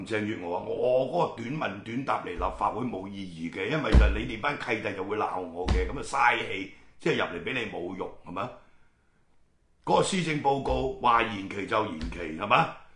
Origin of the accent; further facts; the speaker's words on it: Hong Kong; 而家同個政府狼狽為奸，欺壓我哋香港人，係咪？